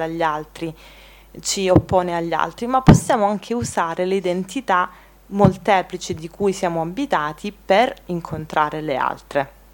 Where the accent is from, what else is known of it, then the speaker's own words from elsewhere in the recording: Calabria, Italy; in quanto io calabrese, io mi sento più situata in un contesto mediterraneo che mi connette al Mediterraneo, alla Magna Grecia, per dire, o al Nord Africa